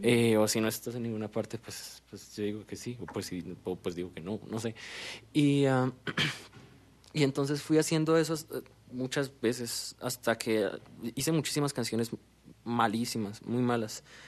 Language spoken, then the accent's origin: Spanish; Duitama, Boyacá, Colombia; yo vengo de Duitama, Boyacá.